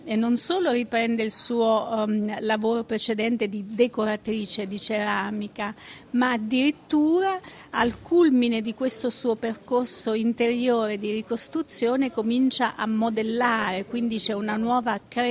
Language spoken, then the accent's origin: Italian; Abruzzo, Italy; essendo abruzzese, l'ho vissuto, se non proprio sul campo, da molto vicino